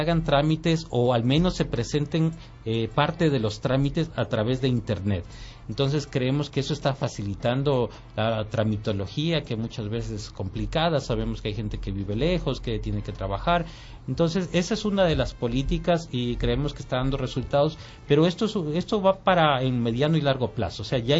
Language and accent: Spanish; Ecuador; Pero no podemos nosotros como ecuatorianos actuar como árbitros